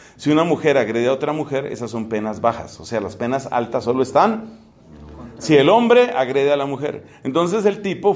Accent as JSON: {"language": "Spanish", "country": "Colombia", "said": "Mi cuerpo colombiano me obliga a comer tamal, arepa, otras cosas."}